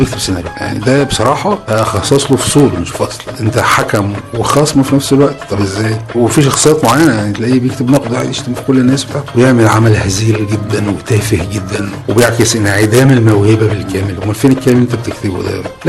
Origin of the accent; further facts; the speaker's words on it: Egypt; يعني احنا مثلا كمصريين ما بندرسش دراما في مدرسة